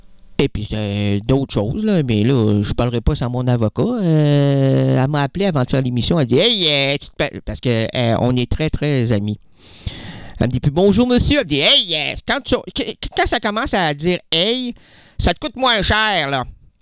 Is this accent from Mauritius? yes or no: no; Quebec, Canada; Tu sais, moi au moins, je suis québécois. Je suis content d'être québécois